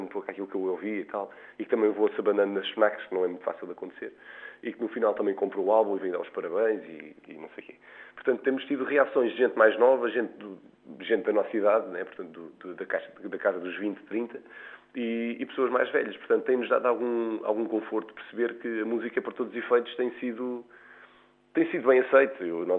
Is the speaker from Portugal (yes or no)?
yes; Portugal; quando nós saímos de Portugal e vamos mais para o centro, vamos para a França ou a Inglaterra ou a Holanda